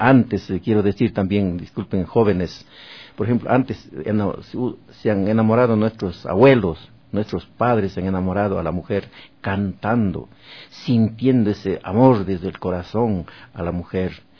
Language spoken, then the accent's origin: Spanish; Azogues, Cañar, Ecuador; En mi tierra, yo como azogueño